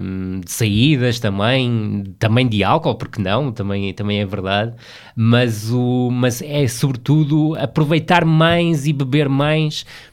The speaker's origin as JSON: {"language": "Portuguese", "town": "Vila do Conde", "region": "Porto", "country": "Portugal", "tie": "born or raised there", "also_born_or_lived": "Braga", "moved": "as an adult", "said": "Saí do Rio Ave, saí de Vila do Conde, onde nasci e onde vivi sempre até aos 23, 24 anos, e fui para Braga"}